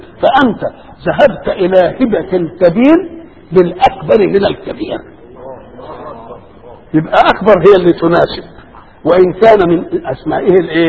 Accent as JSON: {"language": "Arabic", "country": "Egypt", "said": "كده انا مصري ايه الشغلانه دي؟"}